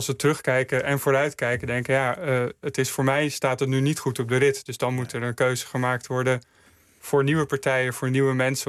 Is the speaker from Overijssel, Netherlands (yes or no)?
no; Mijdrecht, Utrecht, Netherlands; omdat in het dorp waar ik op groeide, Meidrecht, zag ik gewoon heel erg dat de sociale samenhang afnam